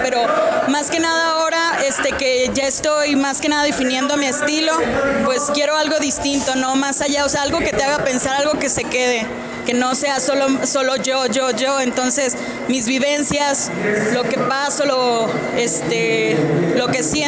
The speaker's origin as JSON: {"language": "Spanish", "town": "Saltillo", "region": "Coahuila", "country": "Mexico", "said": "vengo de Saltillo."}